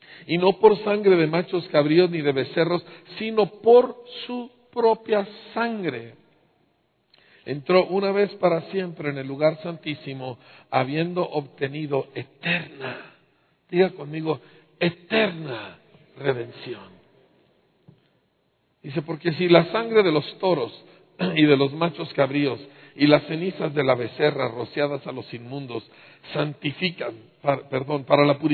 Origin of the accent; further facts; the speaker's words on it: Bahamas; Yo crecí en las Bahamas, por el amor de Dios, en playas cristalinas, ¿sí? Fui educado en excelentes escuelas, tuve todos los privilegios, hablo 3 idiomas, estudié en el extranjero.